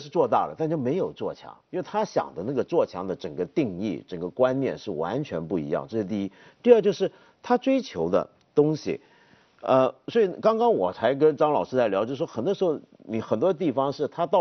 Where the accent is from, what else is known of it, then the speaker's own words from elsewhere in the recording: Hong Kong; 我小时候在香港，我香港是世界第几大港